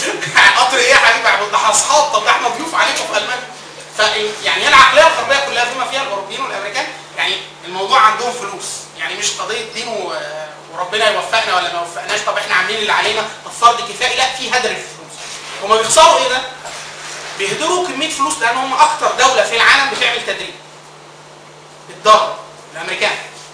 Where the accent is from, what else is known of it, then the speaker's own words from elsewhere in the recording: Upper Egypt, Egypt; وطبعا انا من الصعيد اصلا